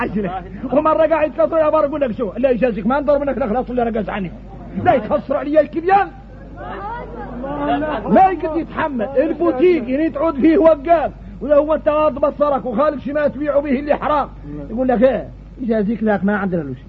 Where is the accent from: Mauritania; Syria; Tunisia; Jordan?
Mauritania; حقيقة نحن موريتاني